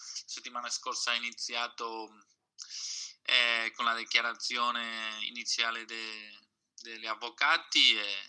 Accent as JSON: {"language": "Italian", "town": "Barcelona", "region": "Catalonia", "country": "Spain", "second_language": "Italian", "said": "sono di Barcellona, sociologo, attivista sociale anche della CUP."}